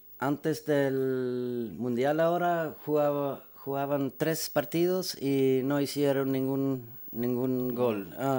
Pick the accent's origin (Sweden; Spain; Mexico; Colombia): Sweden; Spanish is a second language; cuando estuve en Suecia pensaba mucho en mi padre y su cultura de Uruguay, pero cuando llego ahí me siento muy sueco